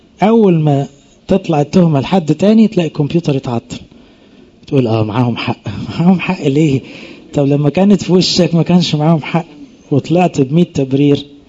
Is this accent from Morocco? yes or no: no; Egypt; احنا اغلبنا كمصريين فينا الطبع ده